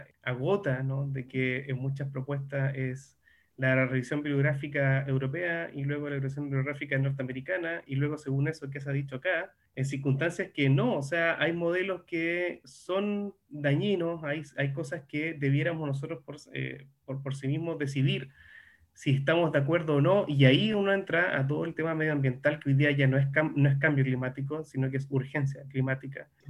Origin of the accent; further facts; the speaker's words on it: southern Chile, Chile; Yo soy del sur de Chile, y nos encontramos en un lugar, estábamos en la playa mirando el mar